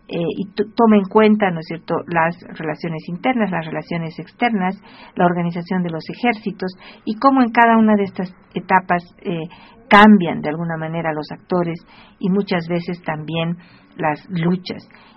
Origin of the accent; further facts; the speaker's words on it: Bolivia; la unidad que deberíamos tener hoy como bolivianos